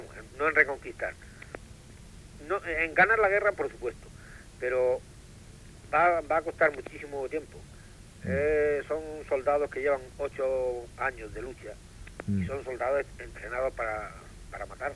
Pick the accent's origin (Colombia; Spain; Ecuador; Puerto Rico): Spain; Solamente que soy español.